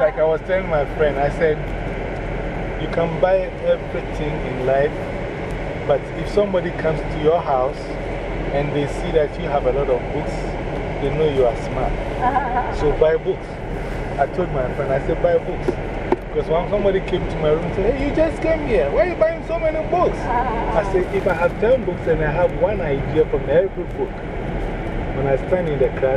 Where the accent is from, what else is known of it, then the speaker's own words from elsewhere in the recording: Ghana; So I know people from my country who are here, and even from my hometown.